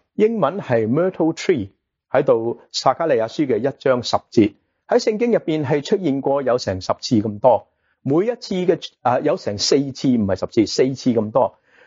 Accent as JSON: {"language": "Cantonese", "country": "China", "said": "我们中国人文言文匠人就解释什么？是外父的解。"}